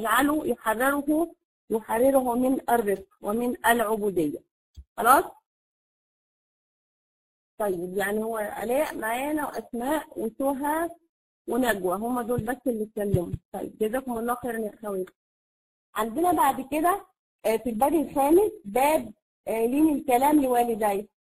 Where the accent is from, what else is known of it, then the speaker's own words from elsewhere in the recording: Egypt; فانا يعني الوقت سرق يعني زي ما بنقول عندنا في مصر